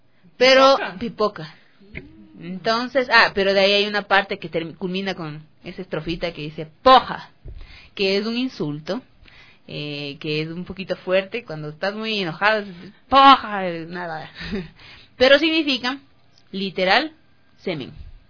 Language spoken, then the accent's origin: Spanish; Ecuador; para poder formar una cultura de nosotros como ecuatorianos latinoamericanos